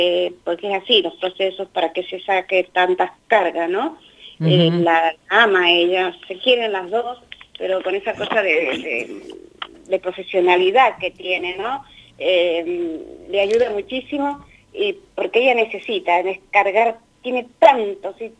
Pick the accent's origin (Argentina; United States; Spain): Argentina; Mendoza; now in Buenos Aires, Argentina; Yo soy mendocina con mucho orgullo. Yo vivo acá en Buenos Aires